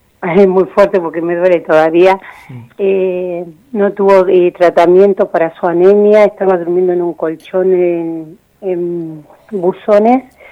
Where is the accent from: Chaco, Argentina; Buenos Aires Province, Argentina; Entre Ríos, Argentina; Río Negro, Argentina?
Buenos Aires Province, Argentina; Olavarría; soy de Olavarría.